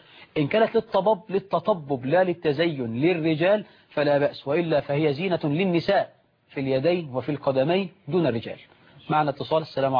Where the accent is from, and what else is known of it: Egypt